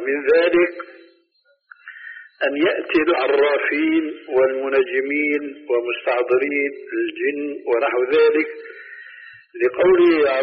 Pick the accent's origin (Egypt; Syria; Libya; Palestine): Syria; كما يقولون عندنا في سوريا